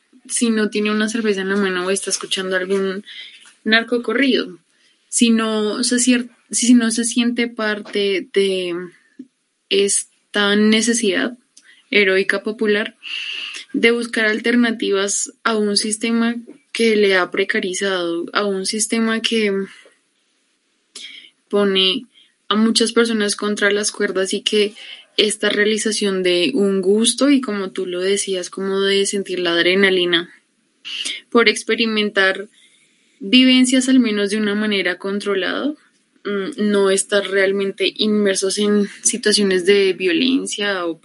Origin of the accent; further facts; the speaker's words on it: Bogotá, Colombia; born there; a pesar de que yo nací en Bogotá, mi familia no lo es. Realmente la mayoría de mi familia proviene de Arauca, y mis abuelos, mis nonos son de Santander